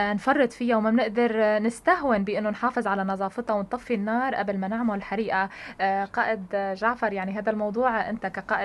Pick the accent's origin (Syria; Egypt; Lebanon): Syria; Tartus, Tartus Governorate; وخصوصا اذا كانت تتعلق بمدينتي الحلوة الرائعة. ما فينا وما نقول يعني هاي طرطوس غالي علينا كتير.